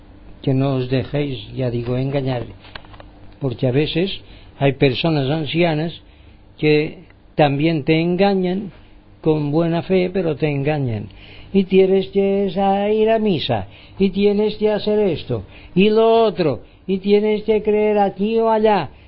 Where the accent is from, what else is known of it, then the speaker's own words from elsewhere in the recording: Palma de Mallorca, Balearic Islands, Spain; Un saludo de mi parte desde Palma de Mallorca y las Baleares. España, quieren que seamos españoles, bueno, pues somos españoles. Bueno, yo no me siento tan español como dicen ellos, me siento más universal